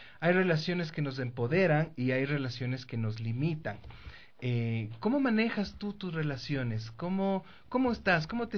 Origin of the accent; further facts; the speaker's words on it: Quito, Pichincha, Ecuador; Los quiteños sobre todo tenemos muchos diminutivos también, ¿no?